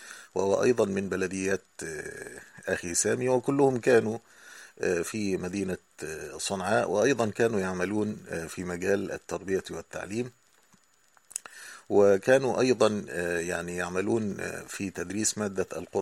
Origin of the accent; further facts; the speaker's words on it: Egypt; المدارس الأهلية تسمى عندنا في مصر المدارس الخاصة